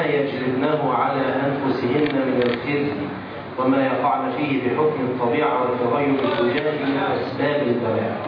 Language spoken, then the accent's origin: Arabic; Egypt; والاعتداء على الحجاب في بلدنا مصر